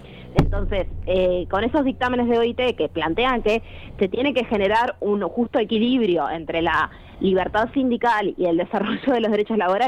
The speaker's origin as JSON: {"language": "Spanish", "region": "Montevideo", "country": "Uruguay", "said": "Sí, en realidad yo soy de Montevideo, no integro la filial, en este caso de Maldonado"}